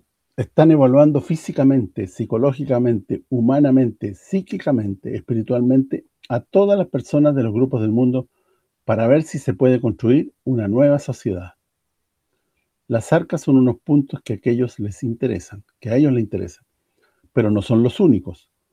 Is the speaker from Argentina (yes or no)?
no; Sicily, Italy; Esto es lo que me queda por hacer en mi tierra, en Sicilia.